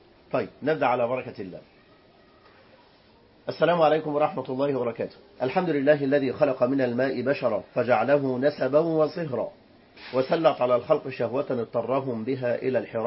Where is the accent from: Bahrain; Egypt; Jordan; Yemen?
Egypt; ولذلك صارت عندنا حالات الطلاق في البلاد العربية بالملايين وخاصة في بلدنا مصر.